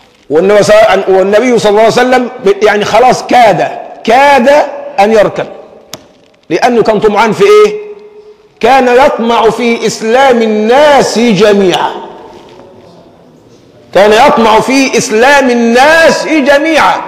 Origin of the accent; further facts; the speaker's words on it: Egypt; عندنا لازمة كمصريين يعني مسكة في اللسان